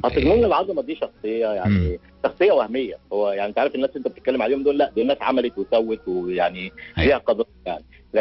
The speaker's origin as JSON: {"language": "Arabic", "country": "Egypt", "said": "عندنا في مصر بيقول لك"}